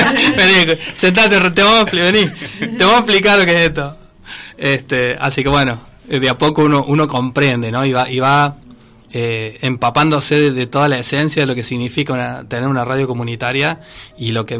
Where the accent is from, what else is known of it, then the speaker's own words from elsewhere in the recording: Córdoba, Argentina; born there; now in Villa María, Argentina; Yo soy nacido en Córdoba, por ejemplo, Córdoba Capital, y viví en varias partes y después desemboqué en Villa María.